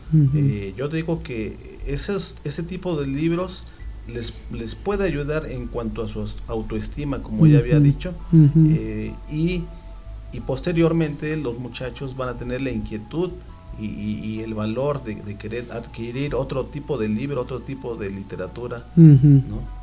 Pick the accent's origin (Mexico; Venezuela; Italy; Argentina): Mexico; nos como pueblo mexicano debemos, se nos debe atribuir, ¿no?